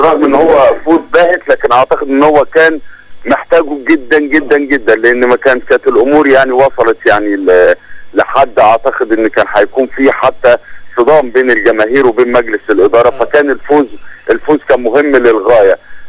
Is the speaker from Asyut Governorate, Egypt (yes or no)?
no; Alexandria, Alexandria Governorate, Egypt; انا من ابناء اسكندرية فاقدر عارف امكانيات المحافظة